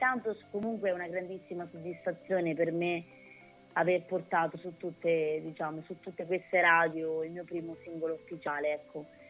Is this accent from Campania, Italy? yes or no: no; Pollenza, Marche, Italy; poi ci siamo spostati verso le mie parti, abbiamo fatto delle scene a casa mia, altre scene nei vicoletti di Pollenza